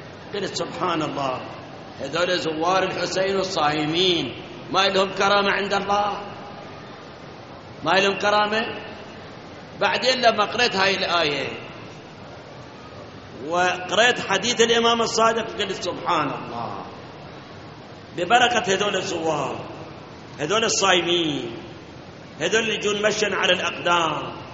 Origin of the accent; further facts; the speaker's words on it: Iraq; مثل ما الآن جفاف الموجود عندنا في العراق